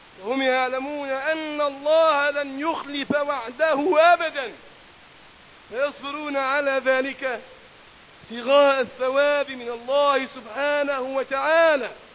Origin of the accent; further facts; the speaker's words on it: Egypt; اللهم احفظ بلدنا مصر وسائر بلاد